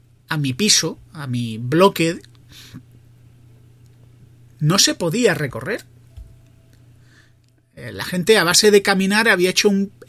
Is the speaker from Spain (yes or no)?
yes; Andalusia, Spain; now in Madrid, Spain; yo soy de Madrid. Bueno, yo soy andaluz, pero vivo en Madrid y ya me considero de Madrid.